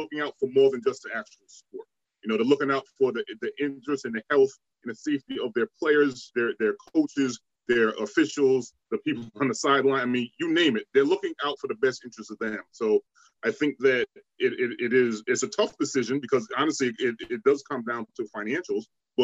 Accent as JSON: {"language": "English", "region": "Rhode Island", "country": "United States", "said": "I know I'm from Rhode Island."}